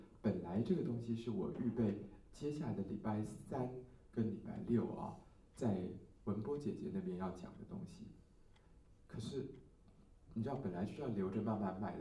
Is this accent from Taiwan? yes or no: yes; Taiwan; 我们台湾人的说法说比较有 feel